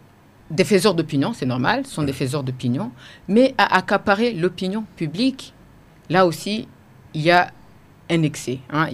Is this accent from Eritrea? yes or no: no; Burundi; Nous sommes des Burundais avant d'être des journalistes.